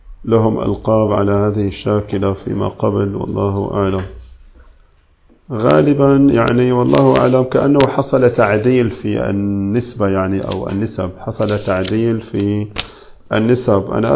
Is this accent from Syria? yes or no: yes; Syria; مو في كل البلاد، عندنا في سوريا ما غير موجود هذا